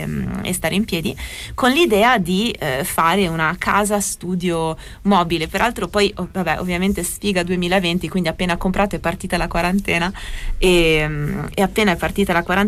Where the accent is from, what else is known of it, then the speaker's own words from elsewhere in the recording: United States; No, io sono americana, cioè proprio.